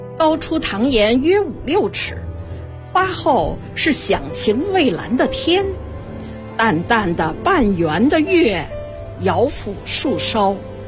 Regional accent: Beijing, China; 从小生活在北京

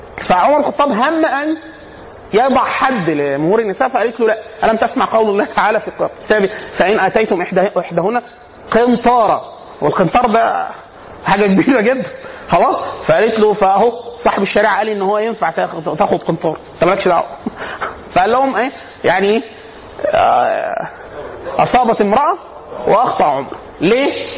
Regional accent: Upper Egypt, Egypt; now in Cairo, Egypt; انا عشان اصلا من الصعيد مثلا

